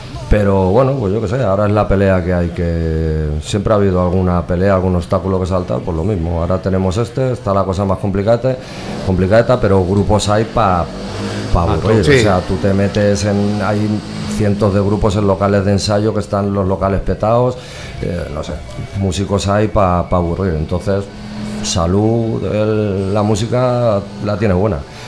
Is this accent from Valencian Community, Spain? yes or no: yes; Valencia, Valencian Community, Spain; Yo soy de Benicalap